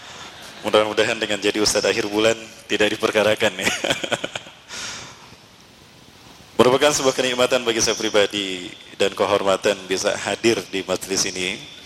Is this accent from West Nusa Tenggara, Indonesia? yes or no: no; Bandung, West Java, Indonesia; asli dari Bandung. Ibu saya orang Dayakolot, ayah saya Bandung tapi keturunan Padang. Kakek saya dari jalur ayah ini orang Bukit Tinggi, Sungai Puar. Sungai Puar, Bukit Tinggi. Jadi ada darah Padang dalam diri saya.